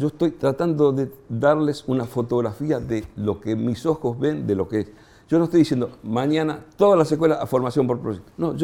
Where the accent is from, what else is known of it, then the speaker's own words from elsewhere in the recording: Buenos Aires, Argentina; yo soy porteño, imagínense, somos los dueños del mundo, los porteños.